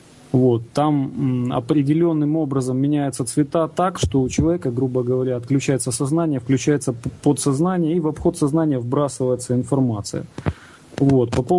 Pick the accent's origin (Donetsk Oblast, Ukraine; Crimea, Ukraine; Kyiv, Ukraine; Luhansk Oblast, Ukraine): Kyiv, Ukraine; Сам я из Киева, если кто не знает.